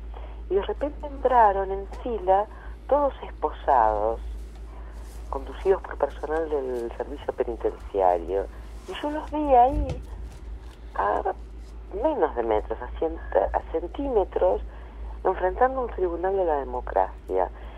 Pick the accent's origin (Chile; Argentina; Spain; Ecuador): Argentina; sino de orgullo como argentina